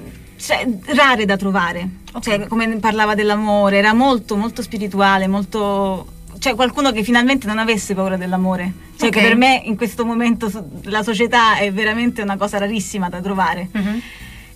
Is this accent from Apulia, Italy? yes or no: yes; Apulia, Italy; siamo andati nel suo paese originale, che non è nella mia regione, la Puglia, ma è fuori regione